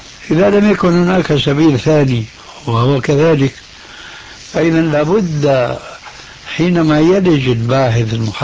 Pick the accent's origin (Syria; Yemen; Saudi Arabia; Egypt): Syria; عندنا في سوريا من زمان